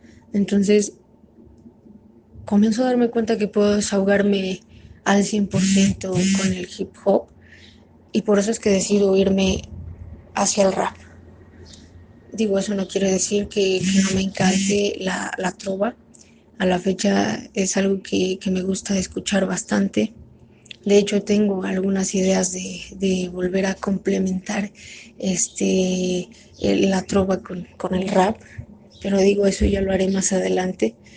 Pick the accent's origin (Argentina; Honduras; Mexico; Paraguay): Mexico; Soy una rapera mexicana